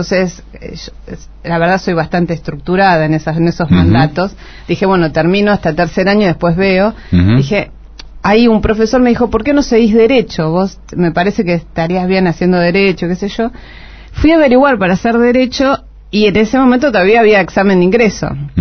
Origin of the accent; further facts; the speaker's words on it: General Rodríguez, Buenos Aires Province, Argentina; Yo soy de General Rodríguez, esto, algunos se ríen que dicen, ah, bueno, es cerca de la capital, pero General Rodríguez...